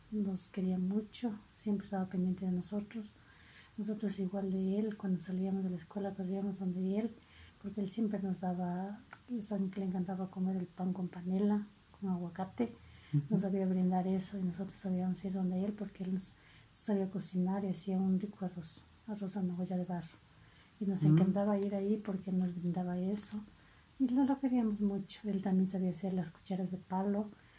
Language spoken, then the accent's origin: Spanish; Vilcabamba, Loja, Ecuador; born there; Nací en Vilcabamba el 28 de mayo de 1972.